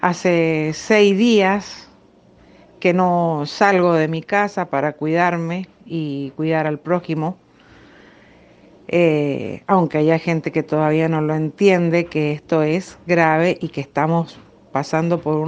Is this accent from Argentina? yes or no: yes; Argentina; now in Florianópolis, Brazil; soy argentina, tengo 55 años y en este momento estoy en la isla de Florianópolis, Brasil.